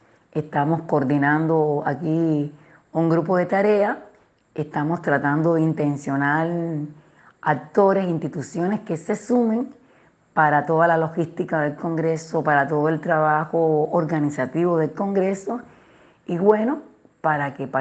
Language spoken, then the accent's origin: Spanish; Cuba; quiero aprovechar este programa para explicar que en mi país hay una tranquilidad ciudadana inmensa. Puede haber cualquier problema que no es representativo, por cosas, por todo el trabajo subversivo que se hace contra la isla, pero en Cuba